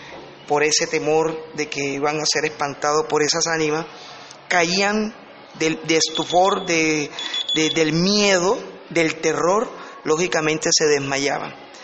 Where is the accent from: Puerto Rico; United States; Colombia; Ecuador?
Colombia; nuestro país, Colombia, son ricas en mitos y leyendas